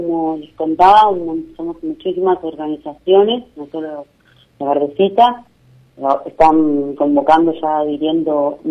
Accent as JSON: {"language": "Spanish", "region": "Santa Fe", "country": "Argentina", "said": "Nosotras como santafesinos nos recordamos que en un momento el agua estuvo horrible"}